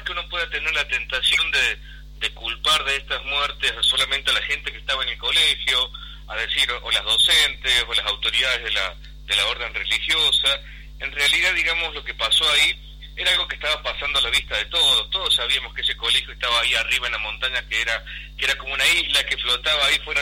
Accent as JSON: {"language": "Spanish", "town": "Villa Dolores", "region": "Córdoba", "country": "Argentina", "tie": "born there", "said": "Yo nací en Villa Dolores."}